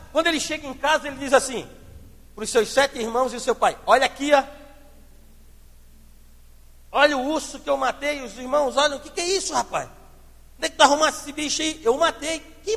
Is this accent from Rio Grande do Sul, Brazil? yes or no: no; Palhoça, Santa Catarina, Brazil; Quando eu era guri, gente, lá em Palhoça, eu andava com uma bolsinha dessa